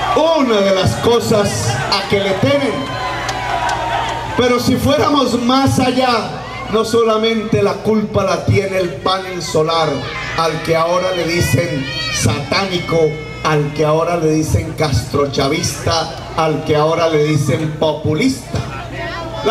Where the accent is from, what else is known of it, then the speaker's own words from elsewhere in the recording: Córdoba, Colombia; si se va hacia mi tierra, Córdoba